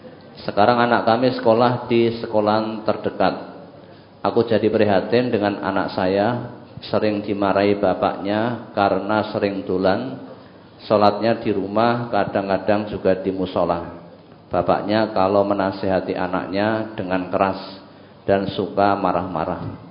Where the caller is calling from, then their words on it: Kendal, Central Java, Indonesia; Saya dari Kendal.